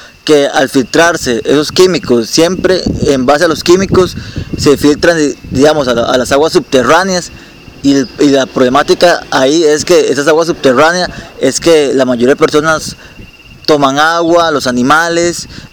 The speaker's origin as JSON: {"language": "Spanish", "town": "Upala", "region": "Alajuela", "country": "Costa Rica", "said": "soy de Upala"}